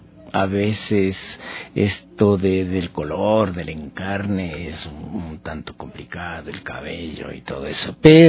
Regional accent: Pintag, Pichincha, Ecuador; Te diré que incluso de mi pueblo estuvieron aproximadamente unas 80 personas, que para mí eso es maravilloso, ¿no? Que vengan desde Pintaj a visitar la muestra de un pinteño.

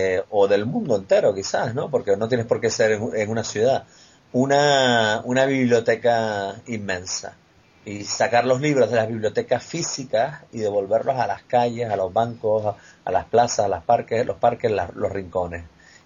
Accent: Canary Islands, Spain; now in Madrid, Spain; dado que somos canarios, que estamos aquí en Madrid, que no se caracteriza precisamente por tener mar

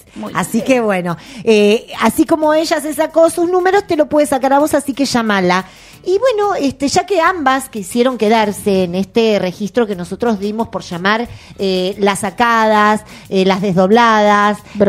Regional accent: Argentina; Primero somos argentinos.

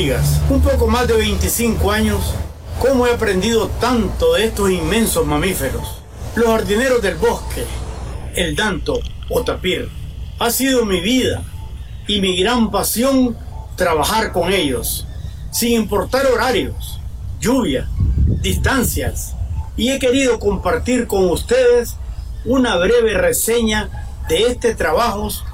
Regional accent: Nicaragua; Me siento muy orgulloso como nicaragüense y conservacionista de nuestro medio ambiente

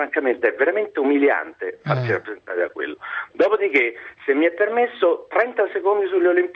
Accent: Rome, Lazio, Italy; come romano e come persona di destra

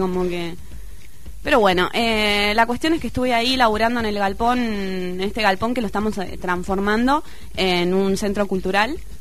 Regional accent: Necochea, Buenos Aires Province, Argentina; born there; Así es, estuve todo el fin de semana en Necochea, donde yo nací.

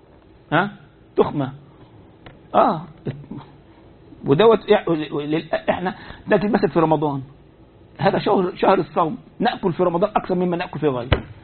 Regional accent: Egypt; هو عندنا في مصر بعض يقول لك الحلال هو الذي حل بيدك

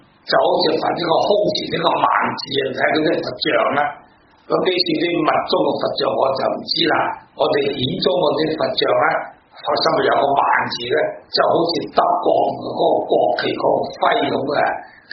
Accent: Guangdong, China; 我哋讲到广东人啦

